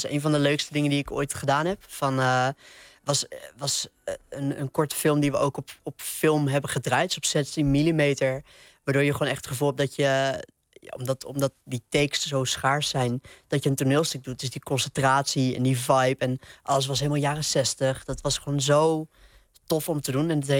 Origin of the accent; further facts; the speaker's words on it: Nieuwegein, Utrecht, Netherlands; Maar dit is de tram in Nieuwegein. En mijn kamer van mijn oude huis waar ik opgegroeid ben, die keek uit over de trambaan, zeg maar.